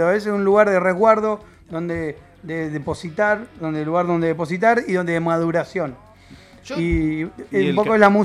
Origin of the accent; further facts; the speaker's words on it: Vera, Santa Fe, Argentina; Somos todos de Vera. Y de La Plata.